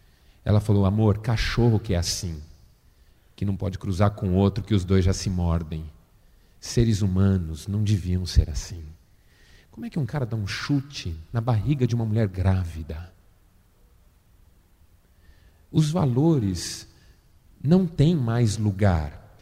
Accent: São Paulo, Brazil; Como eu fui criado em São Paulo, eu passei a minha infância, adolescência e juventude frequentando aquele shopping.

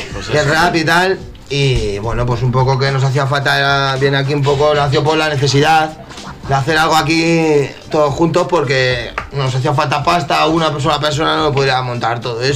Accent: Madrid, Community of Madrid, Spain; Bueno, pues yo nací aquí en un... No puedo.

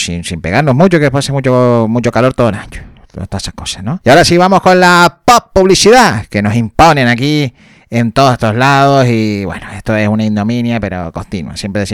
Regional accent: Canary Islands, Spain; Somos canarios, nos cuesta ir el podcast ahí decir las S.

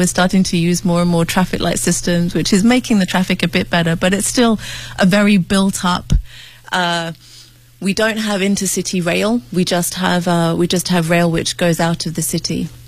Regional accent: Nairobi, Kenya; Well, I grew up in Nairobi, and obviously if you go out about an hour from Nairobi, you'll find some of the wild animals.

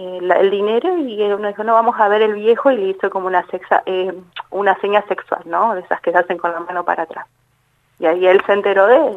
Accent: Buenos Aires, Argentina; Yo soy de Buenos Aires, hace 3 años que vivo acá.

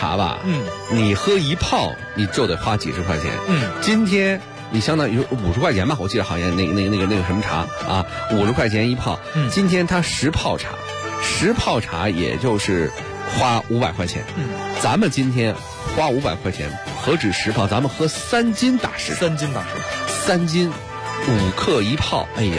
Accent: Beijing, China; 就咱们北京人喝茉莉花，谁都喝过

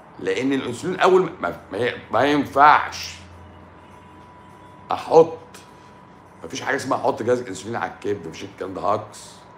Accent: Tanta, Gharbia, Egypt; بلدي طنطا انا احب اعيش اول

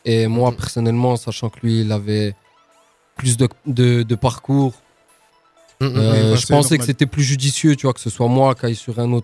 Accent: Audincourt, Bourgogne-Franche-Comté, France; Audincourt.

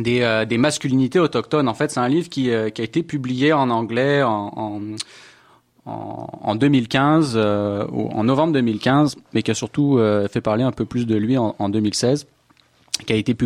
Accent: France; now in Canada; Je suis français aussi. Je suis nouvel arrivant en fait au Québec. Ça fait pas très très longtemps que je suis là

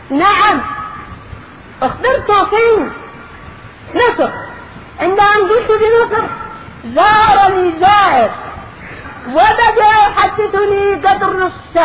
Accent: Yemen; now in Egypt; هو موجود عندنا باليمن ماذا أقول لك ماذا أقول لهم وأنا في مصر

